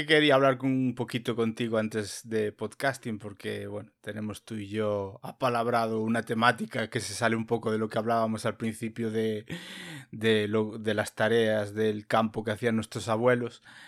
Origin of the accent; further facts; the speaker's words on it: Arteixo, Galicia, Spain; tienes que venir más por Arteixo, darte más paseos por estos lares, que igual desde la ciudad no se ve muy atractivo, pero mi pueblo tiene cosas, ¿eh?